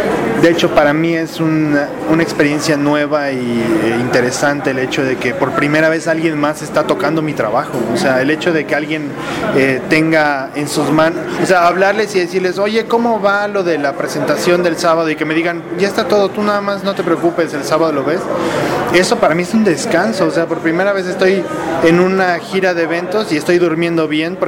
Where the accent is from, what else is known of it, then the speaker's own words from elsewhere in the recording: Mérida, Yucatán, Mexico; Yo soy de Mérida, entonces era importante para mí tenerlo por allá.